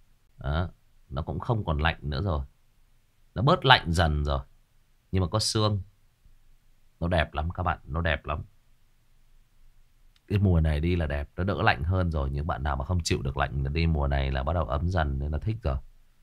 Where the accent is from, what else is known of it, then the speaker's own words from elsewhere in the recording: Lai Chau Province, Vietnam; cái gốc của tôi là ở người Kinh ở dưới Hưng Yên cơ. Tại vì tôi lớn lên ở đây với họ mà các bạn.